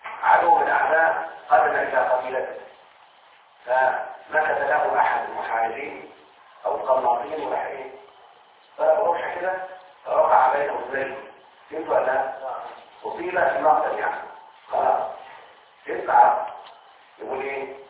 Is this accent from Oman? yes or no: no; Egypt; احنا على فكرة كمصريين نتكلم بهذه اللهجة او اللغة